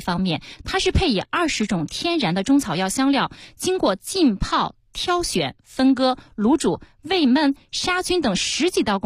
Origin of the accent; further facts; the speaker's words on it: Inner Mongolia, China; 今天给大家带来的是我家乡的特产巴特羊蝎子。